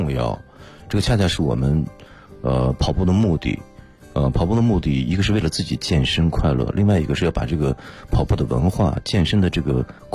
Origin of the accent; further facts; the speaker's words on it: Shihezi, Xinjiang, China; 因为我是新疆的，新疆人，我们家在兵团石河子，所以从地理位置上来说，就是西北的偏北方的位置啊